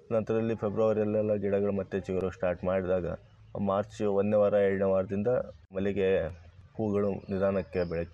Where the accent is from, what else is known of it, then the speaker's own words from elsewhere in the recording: Huvina Hadagali, Karnataka, India; Sir, ನಮ್ಮ ಸ್ವಂತ ಊರು ಹೂವಿನ ಹಡಗಲಿ ಸರ್.